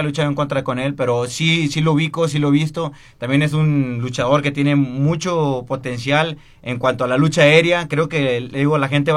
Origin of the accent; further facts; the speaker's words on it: Nuevo Laredo, Tamaulipas, Mexico; No, de Nuevo Laredo, Tamaulipas